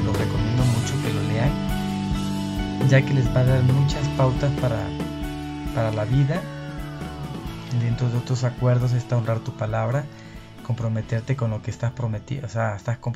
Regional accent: Arroyo de Piedra, Veracruz, Mexico; anduve enfiestado en mi pueblo natal, en un lugar que se llama Arroyo de Piedra, ya por Cardel, Veracruz.

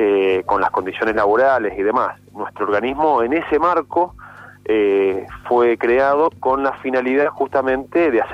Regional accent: Mendoza, Argentina; yo soy de Mendoza, estamos acá en la delegación de la provincia de Mendoza

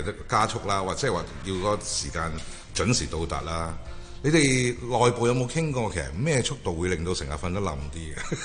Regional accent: Hong Kong; 俾我哋香港人嘅感覺咧，

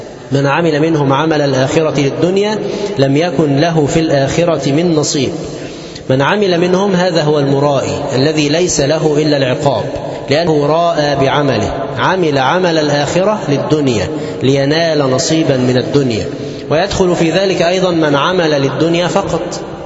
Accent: Egypt; المظاهر الشركيه المنتشره في بلادنا مصر

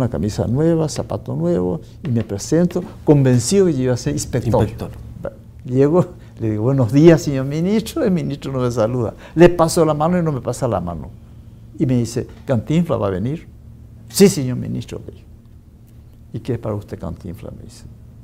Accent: Paraguay; Yo primeramente fui dirigente sindical magisterio en mi país, Paraguay

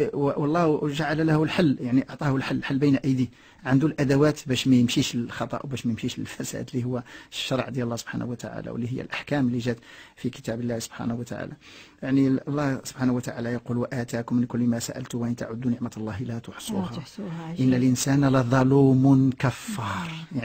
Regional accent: Tetouan, Tanger-Tetouan-Al Hoceima, Morocco; وحتى في الجبل جبال الفوق في الشمال عندنا في تطوان

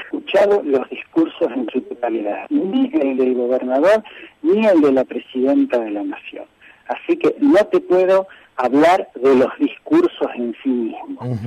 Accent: Olavarría, Buenos Aires Province, Argentina; Yo nací y me crié acá en Olavarría.

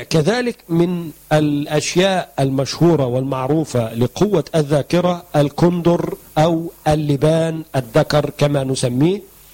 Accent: Egypt; هم بيقولوا عندنا في مصر ما بنستخدمش المخ إلا في السندوتشات

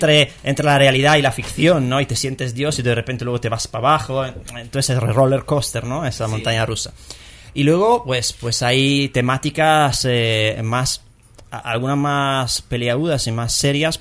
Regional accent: Italy; Spanish is a second language; yo soy italiano.

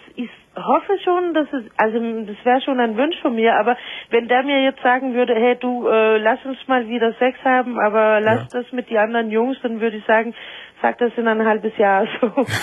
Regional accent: Denmark; German is a second language; Aus Dänemark.

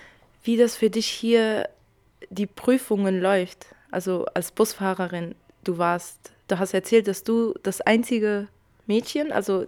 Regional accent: Syria; now in Germany; bei uns, in unserer Heimat, ich bin ja auch aus Syrien

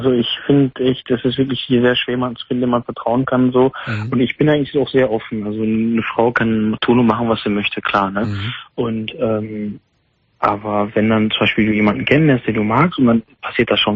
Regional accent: Gelsenkirchen, North Rhine-Westphalia, Germany; ich komme eigentlich aus Gelsenkirchen, aber ich bin heute mal in Gladbach

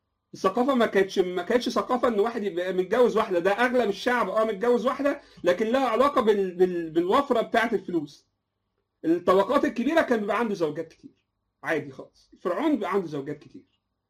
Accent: Egypt; والاتراك جزء برضو لهم ميراث في مصر، واحنا كمصريين لنا ميراث في تركيا المعاصره

